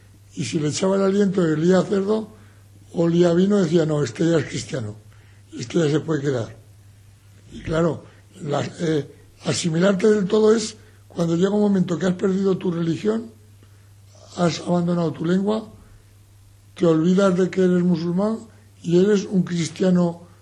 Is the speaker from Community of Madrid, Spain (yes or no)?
no; Cortes, Navarre, Spain; En mi pueblo, en Cortes, todavía hay un monte que se llama el Monte de la Cruz